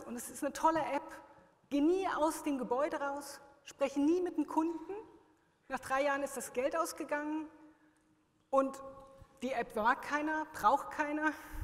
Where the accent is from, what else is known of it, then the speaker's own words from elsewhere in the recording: Germany; now in Switzerland; ich als Deutsche nach einem Dekade in der Schweiz